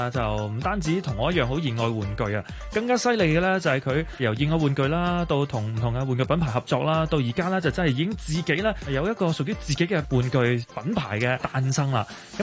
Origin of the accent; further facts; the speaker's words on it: China; 但係傳統我哋中國人有一種諗法